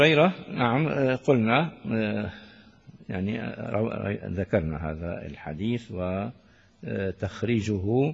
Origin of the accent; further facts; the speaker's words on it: Damascus, Damascus Governorate, Syria; كان بزمانه عندنا في دمشق الشام الدفعة تساوي قلتين